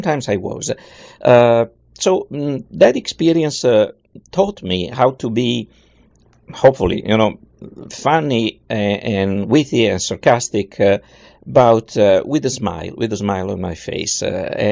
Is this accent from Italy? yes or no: yes; Italy; moved away as an adult; also born or lived in Toronto; now in Houston, United States; I moved away from Italy in 1987, and I came to Houston, Texas, where I still am.